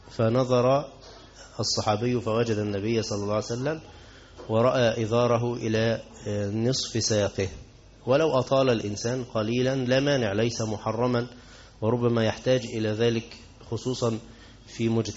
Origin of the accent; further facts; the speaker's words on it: Egypt; أو بسميها بز الرجل عندنا في مصر